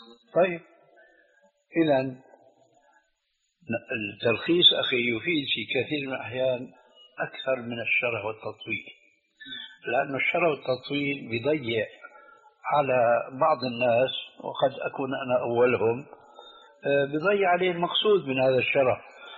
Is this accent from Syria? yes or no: yes; Syria; انا باعتباري سوري يعني اخذت عجوة من سوريا